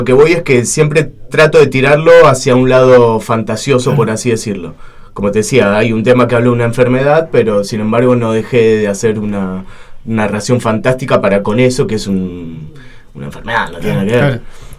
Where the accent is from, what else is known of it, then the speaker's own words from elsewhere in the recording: Buenos Aires Province, Argentina; viví tiempo en Capital. Pero soy de Zona Sur, ahora estoy nuevamente en Zona